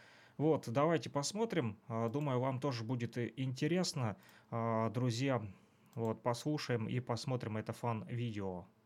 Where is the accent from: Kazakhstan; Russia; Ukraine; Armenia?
Ukraine; Luhansk, Luhansk Oblast; now in Kirovsk, Ukraine; я тоже уроженец города Луганска, да, вот, несмотря на то, что проживаю в Кировске. Вот, сам я родом из Луганска.